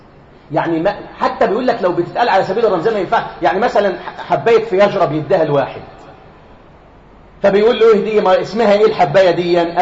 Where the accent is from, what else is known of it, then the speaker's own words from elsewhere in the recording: Egypt; واحنا بنحب احنا كشعب مصري بنقلة في الضحك